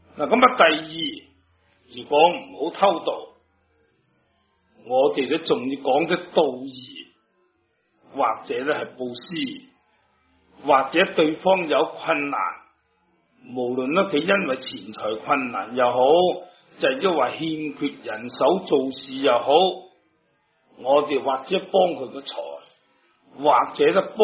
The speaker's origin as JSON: {"language": "Cantonese", "country": "China", "said": "今日五戒对于我哋中国人呢种礼教嚟讲咧"}